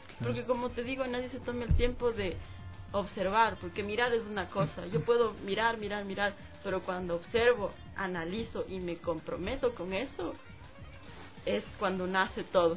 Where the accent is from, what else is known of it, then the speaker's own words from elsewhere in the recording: Ecuador; obviamente, como ecuatoriano, el sentimiento te da, en fin.